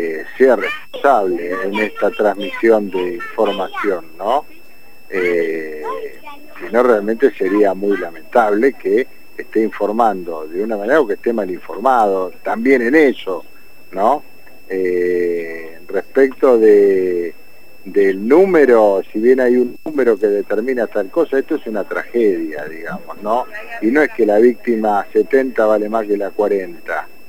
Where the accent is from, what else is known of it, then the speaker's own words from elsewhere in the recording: Lomas de Zamora, Buenos Aires Province, Argentina; Mira, yo soy de Loma de Zamora.